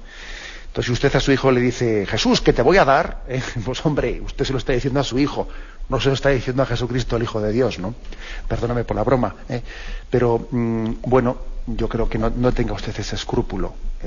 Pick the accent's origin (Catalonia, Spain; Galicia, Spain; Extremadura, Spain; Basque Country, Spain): Basque Country, Spain; Yo que soy vasco, pues también sé que existe una traducción de que es aitá, aitacho.